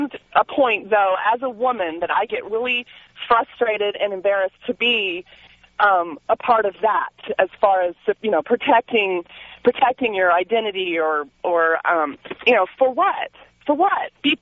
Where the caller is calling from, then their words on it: Phoenix, Arizona, United States; Hey, I'm calling from Phoenix, and I really appreciate you releasing this woman's name.